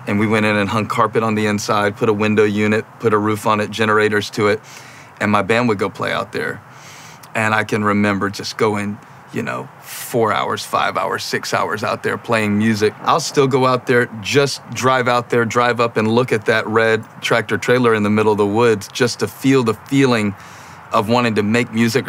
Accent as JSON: {"language": "English", "town": "Moncks Corner", "region": "South Carolina", "country": "United States", "tie": "born or raised there", "said": "I grew up in Monk's Corner and, you know, you had to go to school ready to fight every day. They don't believe me because it's Monk's Corner."}